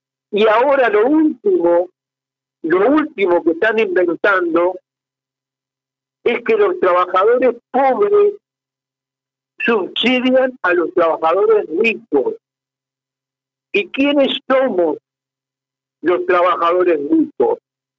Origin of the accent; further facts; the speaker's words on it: Fray Bentos, Río Negro, Uruguay; moved away; yo soy de Faiventos, hace 45 años que estoy acá